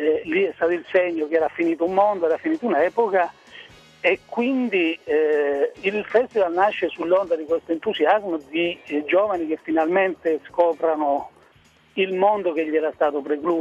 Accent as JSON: {"language": "Italian", "town": "Rionero in Vulture", "region": "Basilicata", "country": "Italy", "tie": "born or raised there", "said": "il mio paese, il paese della mia infanzia, io praticamente non lo conosco più. Naturalmente ho la mamma giù a Rio Nero, ho parenti, però diciamo che non lo sento veramente molto più mio"}